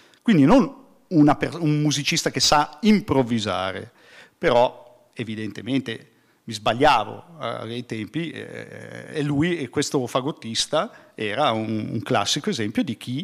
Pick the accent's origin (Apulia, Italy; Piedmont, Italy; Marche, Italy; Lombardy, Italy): Lombardy, Italy; Como; La serata è stata fatta nelle mie ex zone, io sono comasco